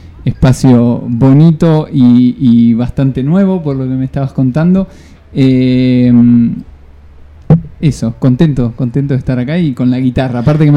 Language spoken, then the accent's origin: Spanish; Buenos Aires, Argentina; now in Tandil, Argentina; No, de Capital.